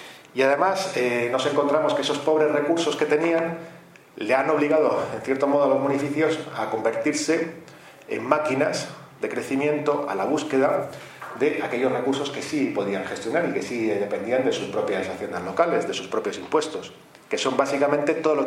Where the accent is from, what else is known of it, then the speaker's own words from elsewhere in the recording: Madrid, Community of Madrid, Spain; yo vengo de Madrid